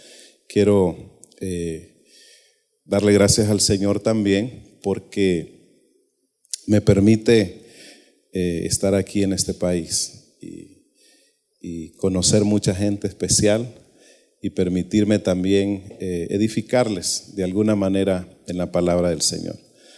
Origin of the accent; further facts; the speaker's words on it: Olancho, Honduras; moved away; soy hondureño del departamento de Olancho, pero por la voluntad de Dios vine a este país. Ya voy para 8 años de estar aquí por segunda vez